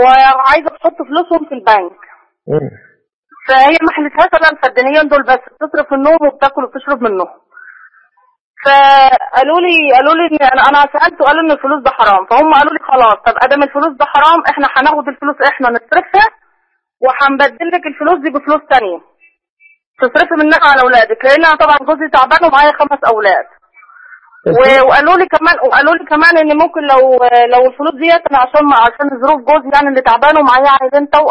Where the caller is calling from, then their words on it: Beheira, Egypt; من البحيرة.